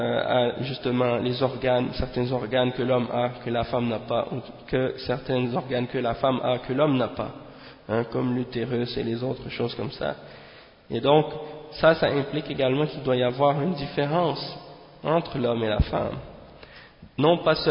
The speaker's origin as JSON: {"language": "French", "town": "Montreal", "region": "Quebec", "country": "Canada", "tie": "born or raised there", "said": "dans un quartier à Montréal, c'est-à-dire à Montréal Nord. Hein. Et bien entendu, c'est là que j'ai grandi, à Montréal Nord"}